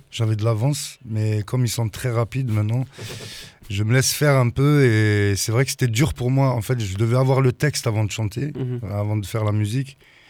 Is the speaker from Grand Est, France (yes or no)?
no; Toulouse, Occitanie, France; On dit qu'on est de Toulouse, mais il y en a qui sont du Gers, du Tarn. Moi, je suis à 20 minutes, mais on va dire qu'on est de Toulouse.